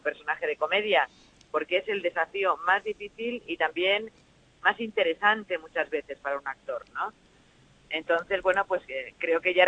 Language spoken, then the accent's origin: Spanish; Valencia, Valencian Community, Spain; born there; Yo nací en Valencia.